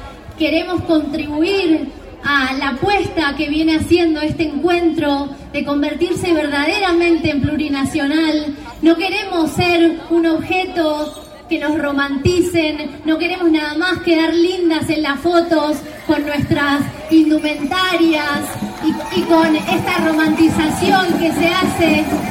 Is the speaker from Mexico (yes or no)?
no; Neuquén, Argentina; Nosotras somos de Quiñel Mapuchaungo, de la zona de la confluencia de los ríos